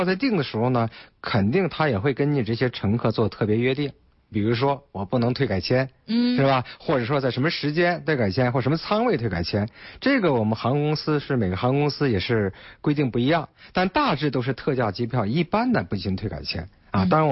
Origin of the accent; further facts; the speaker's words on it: China; 看樱花的，看什么？也说明了我们中国人这个生活水平提高，是吧？